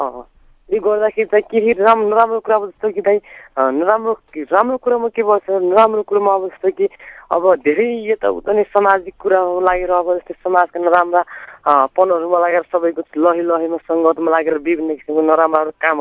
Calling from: Khara, Karnali Province, Nepal; Rukum खाराबाट

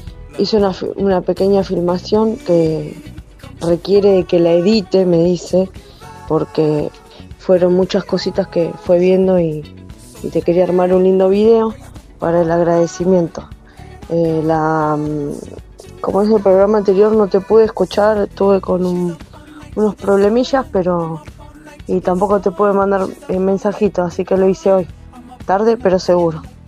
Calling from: Quilmes, Buenos Aires Province, Argentina; de Quilmes.

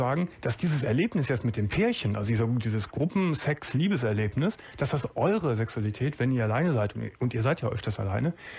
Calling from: Eifel, Germany; Bei schönem Wetter, hier beispielsweise bei uns in der Eifel, das ist ein beliebtes...

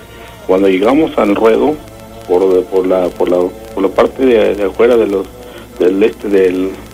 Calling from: San Miguel de Allende, Guanajuato, Mexico; De aquí, San Miguel de Allende.

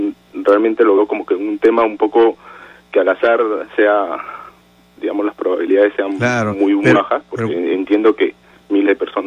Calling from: Rímac, Lima, Peru

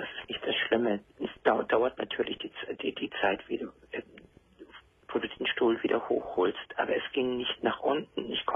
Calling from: Hamburg, Germany; Und es gibt da bei uns in Hamburg

